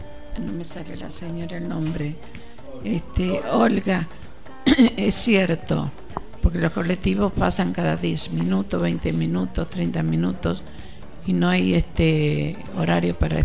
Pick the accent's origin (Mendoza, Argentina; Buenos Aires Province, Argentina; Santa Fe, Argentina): Buenos Aires Province, Argentina; Ayacucho; born there; Yo nací en Ayacucho, sí.